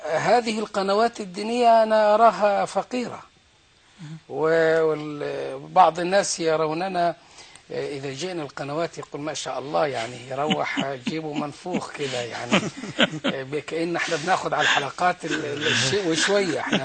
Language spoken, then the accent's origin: Arabic; Egypt; من أجل يبقى إحنا أمور داخلية بيننا كمصريين